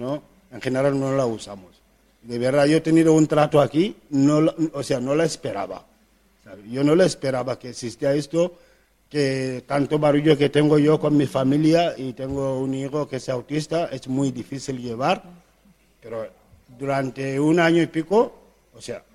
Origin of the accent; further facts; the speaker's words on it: Gambia; Spanish is a second language; de Gambia.